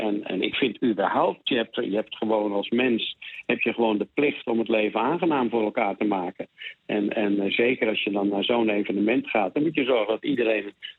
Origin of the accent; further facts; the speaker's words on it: Netherlands; Het is natuurlijk iets dat ik meer als Nederlander ervaar